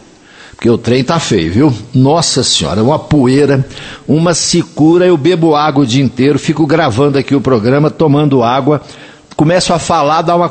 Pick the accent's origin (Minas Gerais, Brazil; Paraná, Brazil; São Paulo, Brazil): Minas Gerais, Brazil; Coromandel; meu tempo de adolescente, de aborrecente. Quando eu era menino pequeno lá no Coromandel, é verdade.